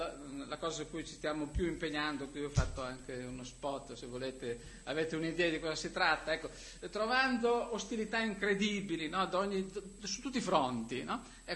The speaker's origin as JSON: {"language": "Italian", "region": "Piedmont", "country": "Italy", "said": "Io sapevo, io sono piemontese, sapevo delle sue vicende politiche."}